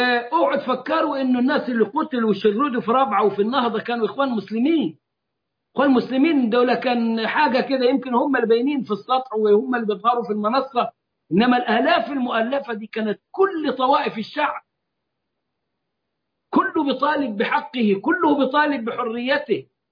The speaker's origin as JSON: {"language": "Arabic", "country": "Egypt", "said": "وتحالفنا احنا كمصريين معهم، وكنا في المقدمة واغلب الضحايا كانوا من المصريين"}